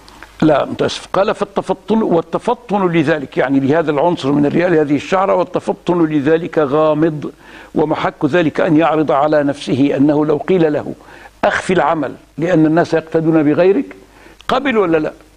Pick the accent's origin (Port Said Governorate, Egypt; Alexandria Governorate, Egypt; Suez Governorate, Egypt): Alexandria Governorate, Egypt; Alexandria; ساد في وقت من الأوقات في بلدنا الإسكندرية